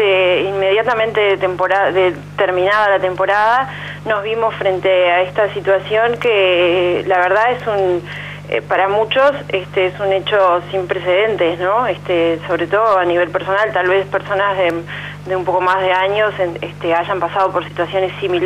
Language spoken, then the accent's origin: Spanish; Montevideo, Uruguay; Nosotros somos de Montevideo, si bien tenemos vinculación familiar con el departamento de San José de muchos años, antes de llegar aquí a Quillú estábamos viviendo en Montevideo.